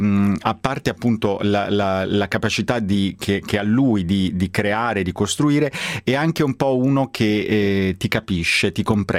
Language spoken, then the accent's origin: Italian; Foggia, Apulia, Italy; Diciamo anche che io sono di Foggia, appunto, perché tu di Bari, siamo pugliesi.